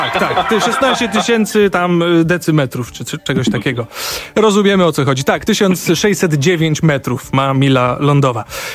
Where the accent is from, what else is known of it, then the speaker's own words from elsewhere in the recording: Piotrków Trybunalski, Łódź Voivodeship, Poland; now in Warsaw, Poland; A ja jestem z Piotrkowa Trybunalskiego i trafiłem do Warszawy